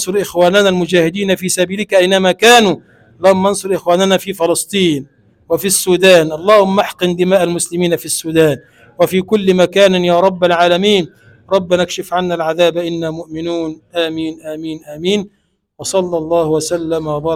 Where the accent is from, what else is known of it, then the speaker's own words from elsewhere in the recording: Egypt; اللهم اجعل بلدنا مصر بلدا آمنا مطمئنا